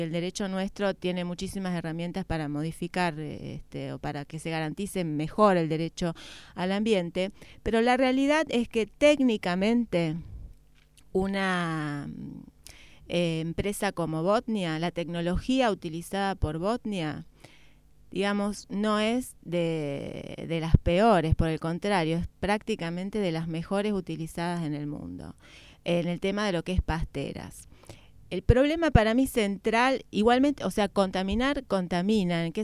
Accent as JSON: {"language": "Spanish", "country": "Argentina", "said": "primero porque soy argentina"}